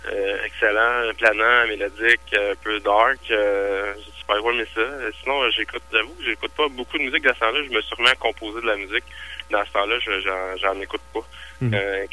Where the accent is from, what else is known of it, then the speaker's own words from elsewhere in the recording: Quebec, Canada; vu que je suis québécois puis je suis francophone